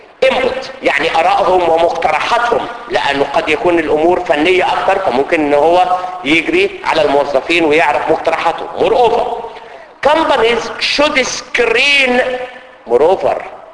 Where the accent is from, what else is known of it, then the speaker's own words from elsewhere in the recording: Egypt; زي عندنا في مصر الفيش والتشبيه